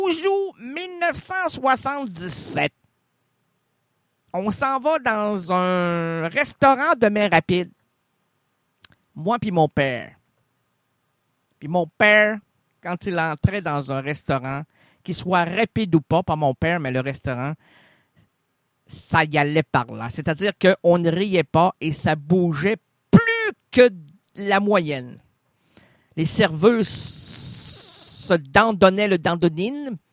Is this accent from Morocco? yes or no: no; Quebec, Canada; non, on est québécois